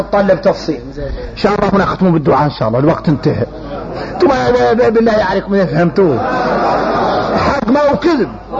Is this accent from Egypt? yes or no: no; Mauritania; احنا موريتاني بينا كبر احنا موريتاني بينا كبر